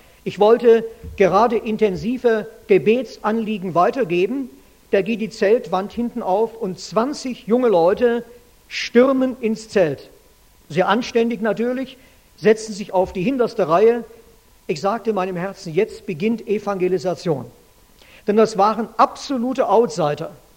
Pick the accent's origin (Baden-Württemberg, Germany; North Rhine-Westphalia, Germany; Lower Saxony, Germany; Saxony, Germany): Baden-Württemberg, Germany; Ich komme aus dem Württemberger Land, da sagt man Grüß Gott und nicht Moin Moin.